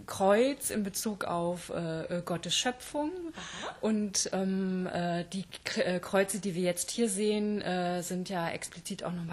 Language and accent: German; Rheda-Wiedenbrück, North Rhine-Westphalia, Germany; Also gebürtig komme ich aus Reda-Wiedenbrück in der Nähe von Gütersloh.